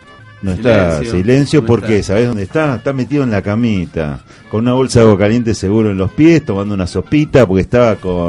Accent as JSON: {"language": "Spanish", "town": "Caballito", "region": "Buenos Aires", "country": "Argentina", "tie": "born or raised there", "said": "Nacidos y criados en Caballito."}